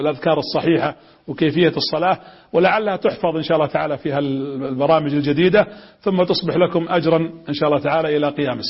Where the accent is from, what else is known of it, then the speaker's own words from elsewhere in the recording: Saudi Arabia; بلدنا المملكة العربية السعودية،